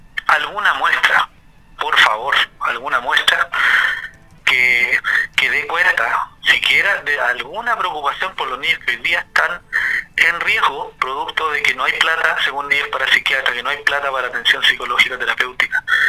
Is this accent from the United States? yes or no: no; Chile; los problemas que tenemos como chilenos